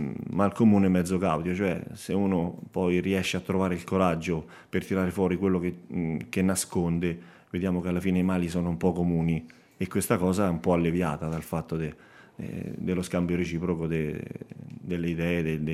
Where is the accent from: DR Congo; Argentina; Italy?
Italy; Petrella Salto, Lazio; also born or lived in Rome; Io vengo da Petrella Salto, quindi i miei genitori sono originari di lì, anche se io sono nato a Trastevere perché per via del lavoro che faceva all'epoca mio padre. E quindi io vivo da 20 anni ormai in maniera stabile in un paese dell'Appennino laziale, a un'oretta da Roma.